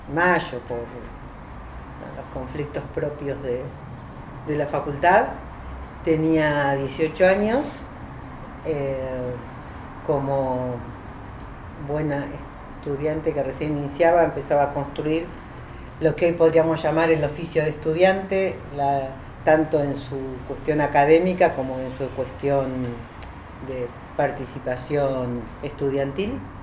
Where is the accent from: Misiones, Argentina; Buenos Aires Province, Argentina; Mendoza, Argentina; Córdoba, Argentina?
Buenos Aires Province, Argentina; Mar del Plata; born there; Y bueno, años más tarde nací yo acá en Mar del Plata. O sea, yo soy de la familia, soy la única que nació acá.